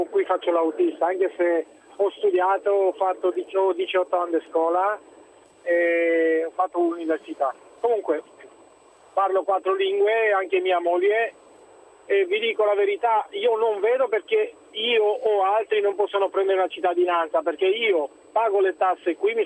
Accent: Romania; Italian is a second language; moved away as an adult; now in Italy; io sono rumeno, sono dal 91 in Italia e dal 95 ho documenti in regola

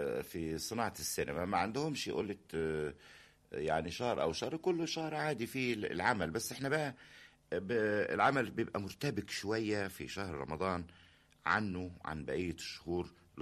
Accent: Cairo, Cairo Governorate, Egypt; يعني قاهري المنشا، يعني مش المولد، انما طول عمري متربي هو ونشأت وفضلت في القاهرة، ما تنقلتش منها أبدا.

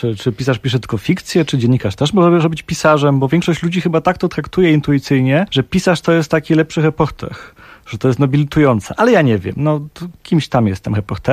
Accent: Gliwice, Silesian Voivodeship, Poland; also born or lived in Kraków; now in Katowice, Poland; Także festiwal jest w Bytomiu, ja mieszkam w Katowicach, pochodzę z Gliwic i tak dalej

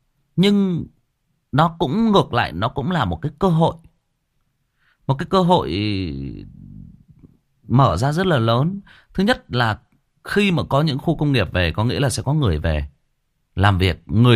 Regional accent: Hưng Yên, Vietnam; Quê tôi cũng Hưng Yên bạn ơi. Quê tôi cũng Hưng Yên. Và tôi đang kể cái câu chuyện về quê tôi ở một cái làng nào đó ở quê tôi.

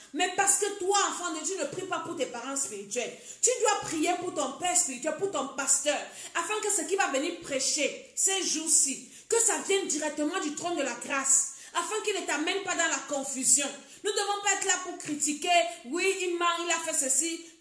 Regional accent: Cameroon; now in France; Moi, je suis en France. Je suis en train de prier pour la France. Je prie pour le Cameroun, mon pays d'origine.

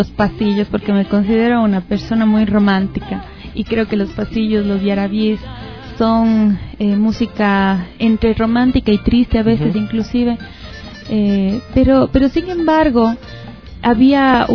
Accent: Ecuador; que nos identifica como ecuatorianos

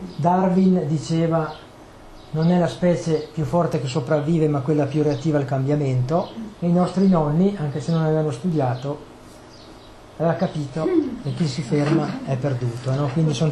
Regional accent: Trentino-Alto Adige, Italy; io vengo dalla Val di Fiemme, il cuore delle Dolomiti

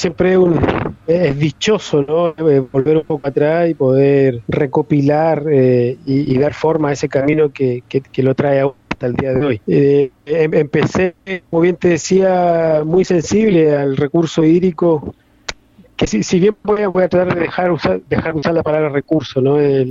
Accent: northern Chile, Chile; Sí, una zona desértico-costera, exactamente, donde yo las abejas la conocí recién a los 9 años.

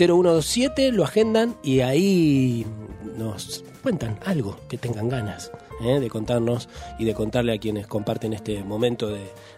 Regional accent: Junín, Buenos Aires Province, Argentina; En mi pueblo, ahí en la provincia de Buenos Aires, en Junín

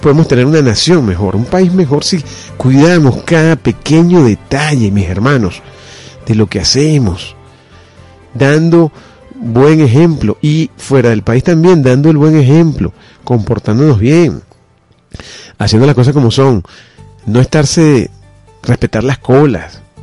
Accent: Venezuela; born there; nosotros nacimos aquí, en esta nación. Nacimos en Venezuela. No solamente somos venezolanos porque dice nuestra cédula que somos venezolanos, sino por el sentimiento que nos conecta con nuestra tierra.

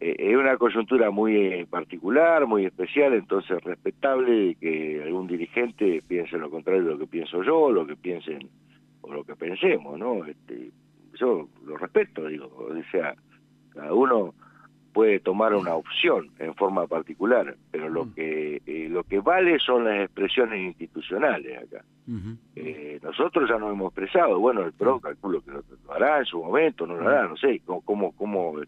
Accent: Argentina; Y no quiero entrar en esa de que como argentino.

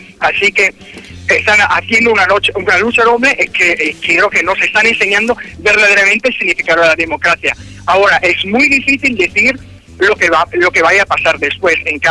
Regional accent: Italy; Spanish is a second language; Como italiano, sé muy bien que el primer ministro Berlusconi tiene tratos muy, muy cercanos con Gaddafi.

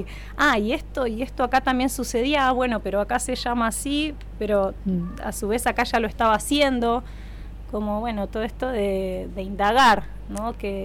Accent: La Plata, Buenos Aires Province, Argentina; soy nacida en La Plata, allá pasé mi infancia y adolescencia, allí también me formé.

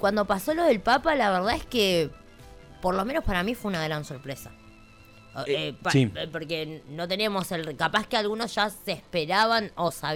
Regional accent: Argentina; Y como somos los argentinos, ¿viste?

